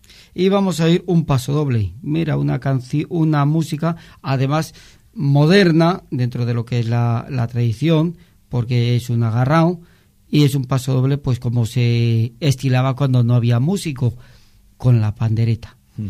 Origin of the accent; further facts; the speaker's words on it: Luarca, Asturias, Spain; yo soy marnueto, soy de Luarca capital.